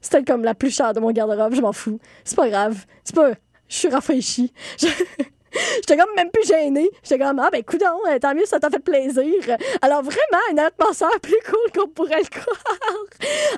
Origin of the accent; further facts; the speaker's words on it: Montreal, Quebec, Canada; que l'on doit, en tant que Montréalais, ben oui